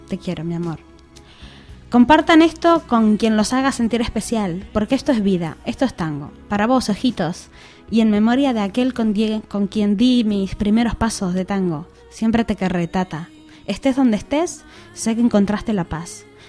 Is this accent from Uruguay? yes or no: yes; Uruguay; me siento uruguaya, y lo digo con la frente bien alta, aunque a algunas personas no les guste. Pero también me siento española, por mis raíces y la sangre que corre por mis venas. Soy una ciudadana del mundo